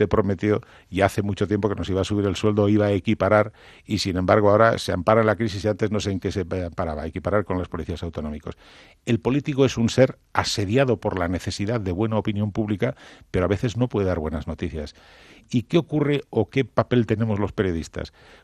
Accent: Cantabria, Spain; mi tierra, Cantabria, las Asturias de Santillana

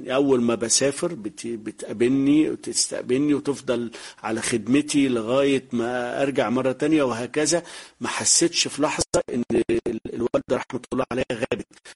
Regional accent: Biba, Beni Suef Governorate, Egypt; من بني سويف، يعتبر أول صعيد، أول محافظة بعد الصعيد يعني. بس هي من مركز بعد بني سويف اسمه بيبا، فيعني يعتبر جوه بعد بني سويف حوالي 20 كيلو.

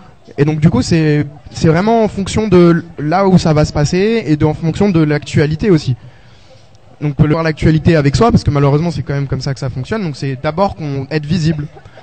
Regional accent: France; nous, en tant que Français, on a des papiers qui nous protègent.

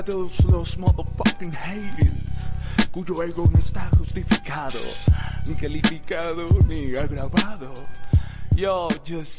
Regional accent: Colombia; moved away as an adult; desde que me fui de Colombia en el 2021 a hoy

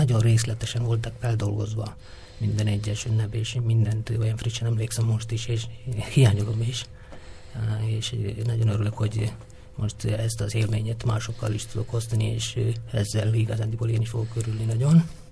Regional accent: South India, India; born there; Hungarian is a second language; Én Dél-Indiában egy faluban születtem

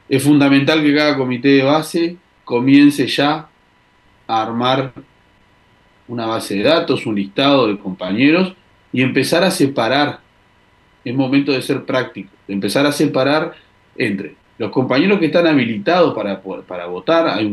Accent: Uruguay; Sí nos compete como uruguayos que vivimos acá

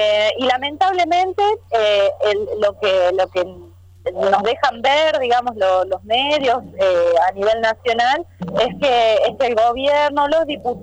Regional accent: La Rioja, Argentina; como pueblo riojano, riojano en este caso, pero nacional en general

